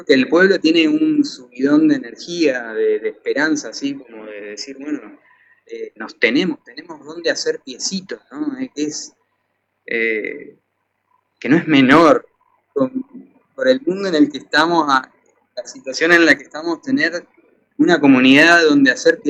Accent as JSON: {"language": "Spanish", "town": "Ushuaia", "region": "Tierra del Fuego", "country": "Argentina", "tie": "born there", "also_born_or_lived": "Rosario / La Plata", "lives_now": "Mendoza, Argentina", "said": "yo nací en Ushuaia, pero también tuve la suerte de vivir en Rosario y en La Plata, y ahora estoy viviendo acá en Mendoza"}